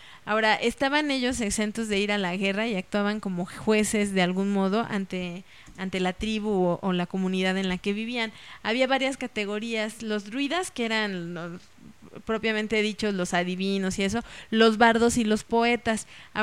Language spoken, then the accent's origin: Spanish; Mexico; por eso nosotros como mexicanos ahora tenemos tantos templos antiguos